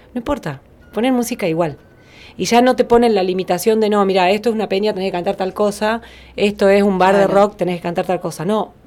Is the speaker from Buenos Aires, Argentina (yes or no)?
yes; Buenos Aires, Argentina; Yo vengo de Buenos Aires.